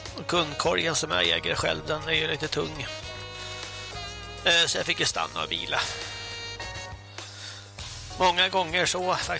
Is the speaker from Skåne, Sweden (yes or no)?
no; Stockholm, Stockholm County, Sweden; Nej, jag kommer från Stockholm och man ser ju knappt en människa.